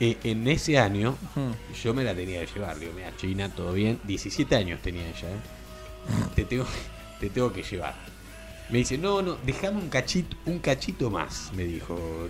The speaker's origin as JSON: {"language": "Spanish", "country": "Uruguay", "said": "Yo soy uruguayo"}